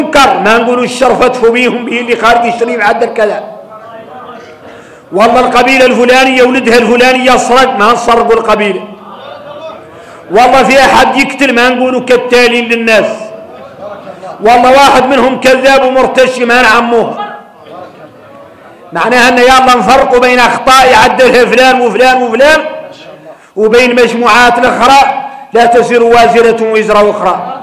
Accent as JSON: {"language": "Arabic", "country": "Mauritania", "said": "إحنا موريتاني"}